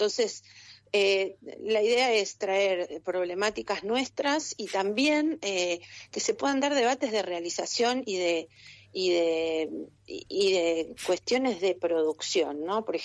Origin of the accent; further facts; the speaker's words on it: Esquel, Chubut, Argentina; yo soy de Esquel, para mí es una historia que no es nueva.